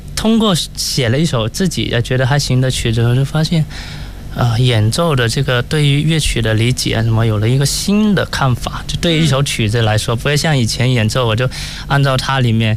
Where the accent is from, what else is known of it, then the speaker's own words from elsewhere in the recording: Shantou, Guangdong, China; 其实我在老家，我老家是广东汕头。